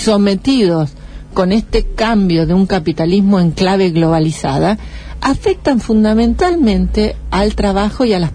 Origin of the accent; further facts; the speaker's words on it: Argentina; tampoco somos originales los argentinos